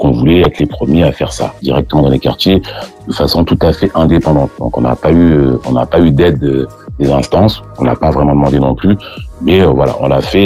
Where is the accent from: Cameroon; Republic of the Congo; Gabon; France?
France; La Tronche, Auvergne-Rhône-Alpes; born there; now in Île-de-France, France; moi, là aujourd'hui, j'habite en région parisienne, mais je suis né à La Tronche.